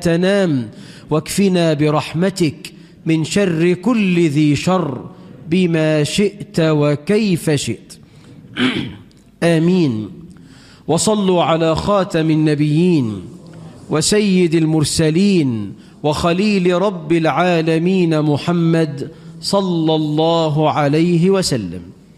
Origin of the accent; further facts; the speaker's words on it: Egypt; اللهم اجعل بلدنا مصر أمنا أمانا، رخاء سخاء